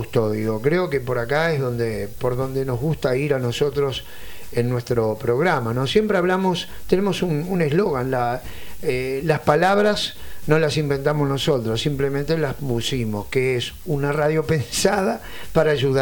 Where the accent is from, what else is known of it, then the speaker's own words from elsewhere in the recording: Montevideo, Uruguay; nosotros somos de Montevideo, hace pocos días cumplí 57, Andamos por todo el interior del país